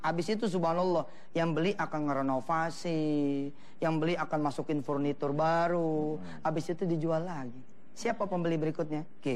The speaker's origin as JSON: {"language": "Indonesian", "region": "Jakarta", "country": "Indonesia", "said": "Ribet, saya ini orang Betawi ya, gak demen dikecilin orang."}